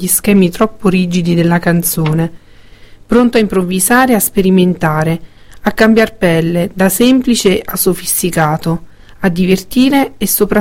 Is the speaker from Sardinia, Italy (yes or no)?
no; Molise, Italy; che a me ovviamente in quanto molisana sono particolarmente care